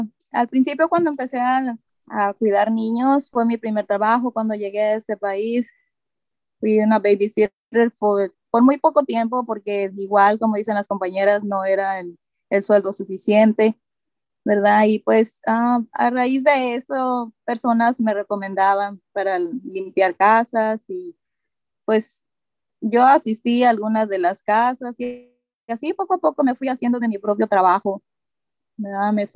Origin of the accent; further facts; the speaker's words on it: Nayarit, Mexico; La comida favorita de donde yo soy del estado de Nayarit, y pues comemos mucho camarón y pescado.